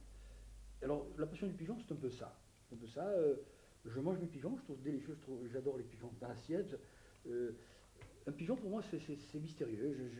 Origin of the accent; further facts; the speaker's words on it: Algeria; Je suis originaire d'Algérie.